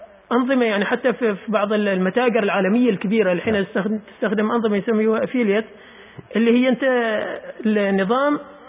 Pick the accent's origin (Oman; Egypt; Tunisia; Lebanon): Oman; ولكن في يعني استخدام الأسواق الإلكترونية ما كثير دارج هنا عندنا في عمان يعني